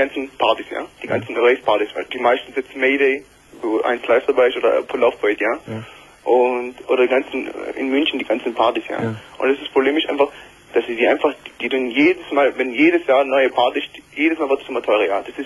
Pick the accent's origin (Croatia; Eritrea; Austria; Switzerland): Eritrea; now in Germany; Also gebürtig komme ich aus Eritrea, ich weiß, ob du das kennst.